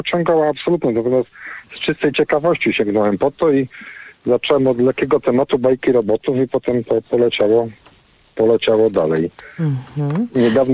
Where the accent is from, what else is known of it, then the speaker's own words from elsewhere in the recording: Poznań, Greater Poland Voivodeship, Poland; Jestem z Poznania